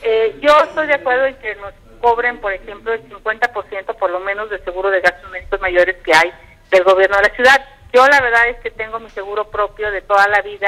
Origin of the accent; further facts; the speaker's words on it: Tepatepec, Hidalgo, Mexico; en mi pueblo, en Tepatepec